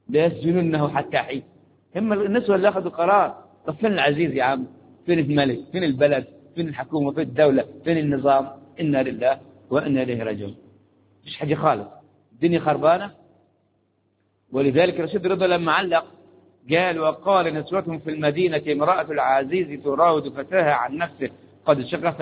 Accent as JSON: {"language": "Arabic", "country": "Egypt", "said": "قلنا احنا مصريين، فرحة هذه المصريين أهم وفرحانين بمصر بمصر"}